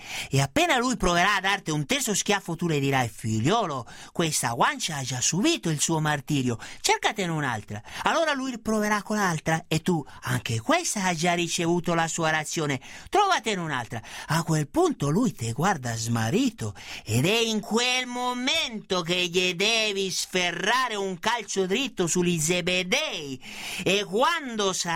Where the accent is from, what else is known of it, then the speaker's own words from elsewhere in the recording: Treviso, Veneto, Italy; Io sono di Treviso, lo voglio chiarire una volta per tutte